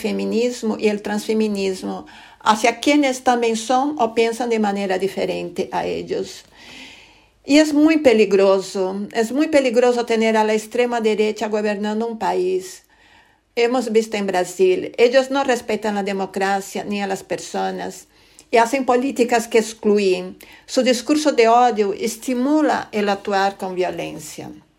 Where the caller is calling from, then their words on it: Madrid, Community of Madrid, Spain; de la Asociación Cultural Brasileña Maloca. Hablo desde Madrid.